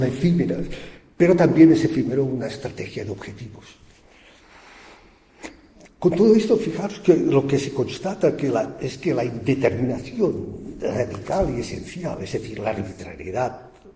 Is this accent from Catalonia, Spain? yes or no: yes; Barcelona, Catalonia, Spain; Yo vengo de Barcelona.